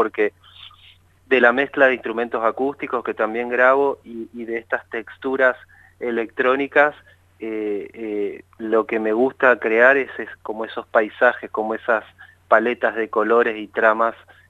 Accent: Chaco, Argentina; moved away as an adult

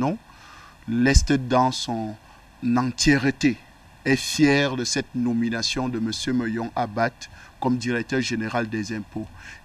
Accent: East, Cameroon; je suis originaire de la région de l'Est, département du Oignon, arrondissement de Ngelmunduka

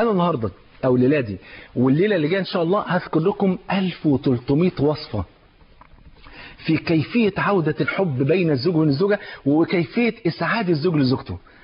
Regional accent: Egypt; على مثل المثل الجميل المشهور عندنا في مصر

